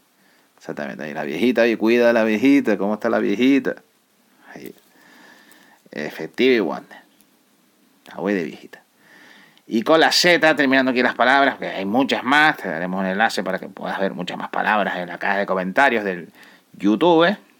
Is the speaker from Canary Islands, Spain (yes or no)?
yes; Canary Islands, Spain; Que todos somos canarios, como todos, hay buenos y malos como los hay en Tenerife.